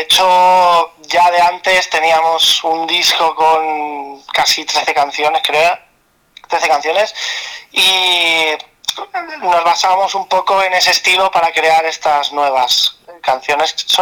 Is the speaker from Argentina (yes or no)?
no; Barcelona, Catalonia, Spain; nosotros somos de Barcelona, uh-huh. Del área metropolitana más o menos